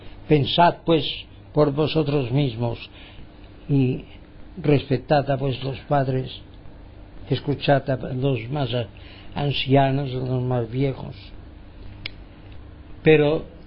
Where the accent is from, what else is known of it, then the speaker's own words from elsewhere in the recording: Palma de Mallorca, Balearic Islands, Spain; Un saludo de mi parte desde Palma de Mallorca y las Baleares. España, quieren que seamos españoles, bueno, pues somos españoles. Bueno, yo no me siento tan español como dicen ellos, me siento más universal